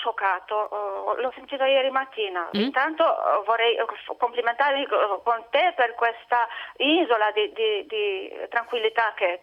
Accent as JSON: {"language": "Italian", "country": "Romania", "second_language": "Italian", "lives_now": "Lucca, Italy", "said": "Io sono da Luca, ma sono romena."}